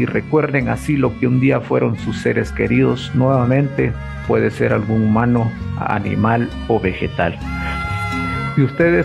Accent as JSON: {"language": "Spanish", "town": "San Miguel Chicaj", "region": "Baja Verapaz", "country": "Guatemala", "tie": "born or raised there", "said": "el tañer o repique de las campanas, esencialmente de mi pueblo, San Miguel Chicaj"}